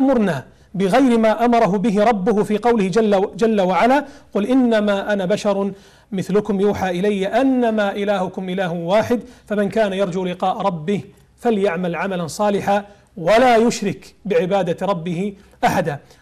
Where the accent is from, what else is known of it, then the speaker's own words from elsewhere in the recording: Kuwait; جزيرة فيليتش عندنا في الكويت